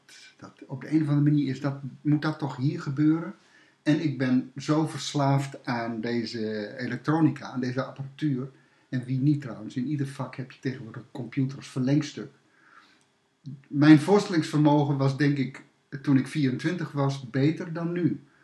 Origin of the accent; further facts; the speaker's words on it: Groningen, Netherlands; En daarvoor, ik ben een Groninger, daarvoor woon ik in de Groninger binnenstad, heel lang.